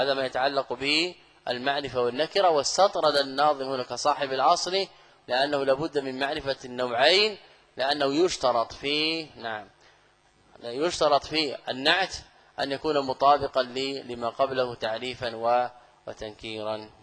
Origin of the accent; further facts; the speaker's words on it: Saudi Arabia; أنا لست من أهل مصر. تسأل أهل البلد، هذا من غرائب بعض الطلاب سبحان الله. يعني أنا قادم من السعودية